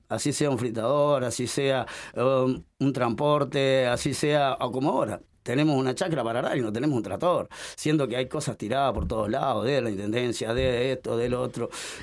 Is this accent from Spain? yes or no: no; Uruguay; de mi parte lo comento siendo uruguayo